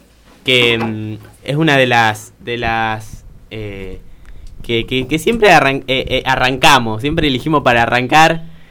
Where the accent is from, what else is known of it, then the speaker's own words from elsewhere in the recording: Buenos Aires Province, Argentina; Nosotros vinimos de Morón, Matanza, Caser, ahí del oeste.